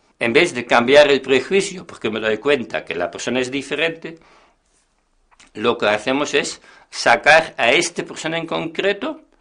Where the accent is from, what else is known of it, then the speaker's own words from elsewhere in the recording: Netherlands; moved away as an adult; now in Spain; Yo soy holandés, llevo 20 años en España